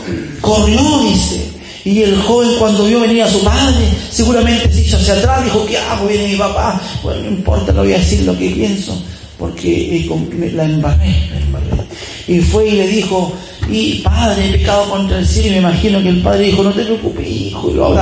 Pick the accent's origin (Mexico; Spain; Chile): Chile; Estoy puro tonteando, como decimos un chileno